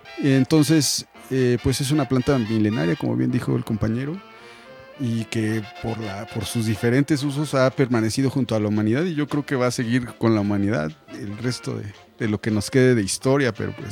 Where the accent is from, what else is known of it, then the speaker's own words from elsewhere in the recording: Mexico; la cannabis ha estado aquí desde que somos mexicanos